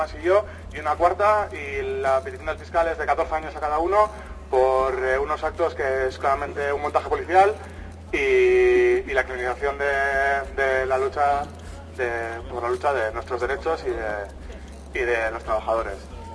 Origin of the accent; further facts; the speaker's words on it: Basque Country, Spain; nosotros somos de la plataforma Plebaria Casque, venimos de Euskal Herria.